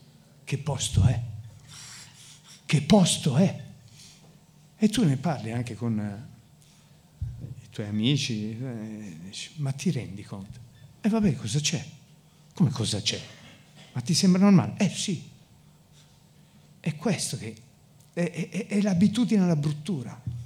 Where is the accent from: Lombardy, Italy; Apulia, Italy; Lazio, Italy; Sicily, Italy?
Lombardy, Italy; Milan; Sono nato a Baggio, quindi ho fatto un bel percorso nella mia vita, ho girato più o meno tutte le periferie di Milano, Grattosoglio, Lambrate, sono stato anche qua in Torricelli per alcuni tempi. Alla fine Giambellino, alla fine sono tornato a Baggio